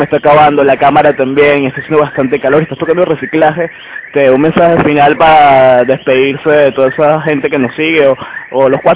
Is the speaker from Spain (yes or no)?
no; Venezuela; realmente, como venezolanos, como revolucionarios, como latinoamericanos